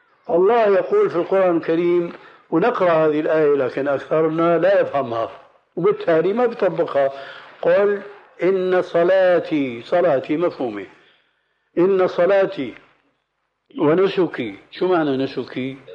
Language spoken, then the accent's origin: Arabic; Levant, Syria; ونحن عندنا في الشام